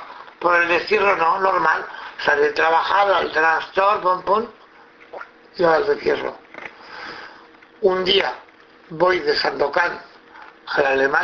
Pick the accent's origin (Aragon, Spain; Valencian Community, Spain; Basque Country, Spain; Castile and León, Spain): Aragon, Spain; Zaragoza; yo soy de aquí de Zaragoza